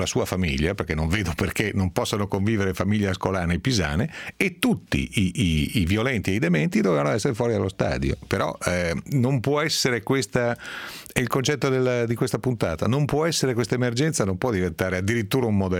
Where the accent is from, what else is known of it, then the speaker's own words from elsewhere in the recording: Bergamo, Lombardy, Italy; born there; Sono nato a Bergamo, sono tifoso dell'Atalanta, vivendo fuori provincia